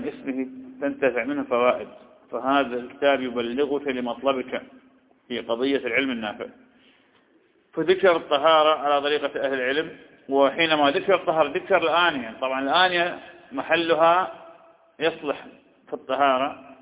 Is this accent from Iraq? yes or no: yes; Iraq; وهذه تحصل عندنا في العراق